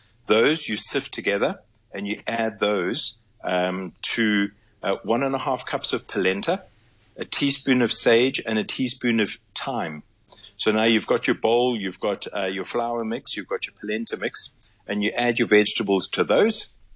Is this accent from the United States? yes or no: no; South Africa; So to visit it as a South African is quite a treat.